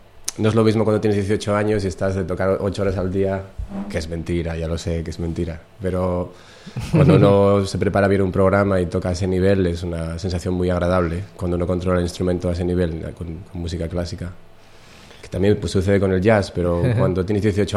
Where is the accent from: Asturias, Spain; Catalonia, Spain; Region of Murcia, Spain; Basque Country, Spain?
Asturias, Spain; Gijón; born there; En Gijón.